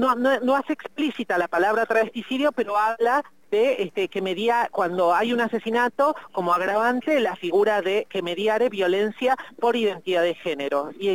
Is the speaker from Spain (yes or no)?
no; Argentina; Creo que ese es el norte para la emancipación de nosotras todas como pueblo argentino.